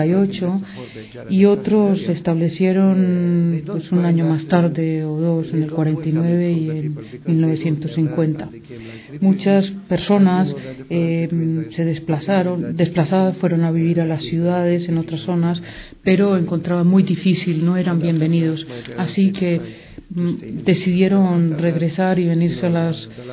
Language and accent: Spanish; Dheisheh, West Bank, Palestine; Para explicar un poco cómo surgió Deisha, el campo de Deisha, de donde vengo yo.